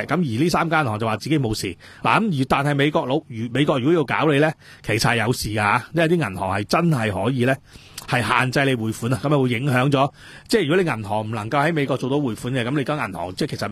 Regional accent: Hong Kong; 我哋香港人应该要发声

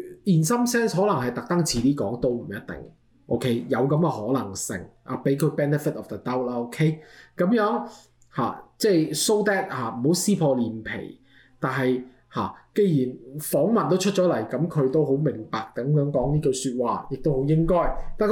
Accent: Canada; 我哋加拿大人好有禮啊，做咗少少嘢，我哋都成日同人講 sorry

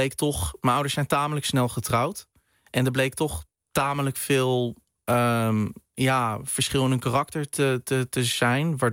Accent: Netherlands; born there; Ik ben in Nederland geboren, ja.

